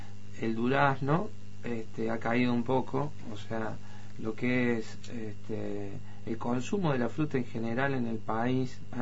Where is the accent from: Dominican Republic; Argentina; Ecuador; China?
Argentina; Córdoba; yo, si bien yo soy cordobés, hace 10 años que estoy ahí, me siento ya un alvearense